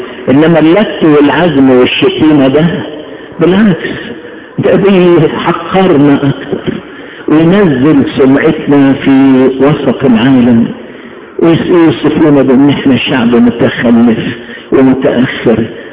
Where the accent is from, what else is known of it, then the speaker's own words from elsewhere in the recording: Egypt; نحن بلدنا اعظم بلد في الدنيا، اعظم بلد، وياما اتكلمت وهتكلم على بلدنا مصر، اعظم بلد